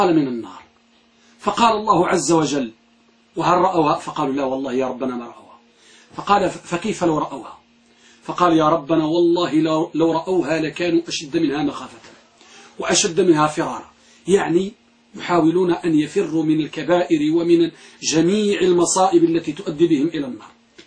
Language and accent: Arabic; Morocco; وكما كان يقول بعض يعني عندنا في المغرب نقول